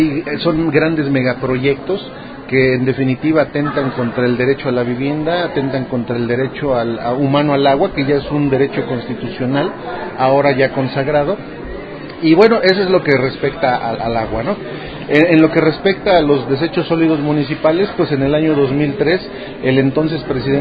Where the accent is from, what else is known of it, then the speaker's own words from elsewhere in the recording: Tecamac, State of Mexico, Mexico; vengo del municipio de Tecama, Estado de México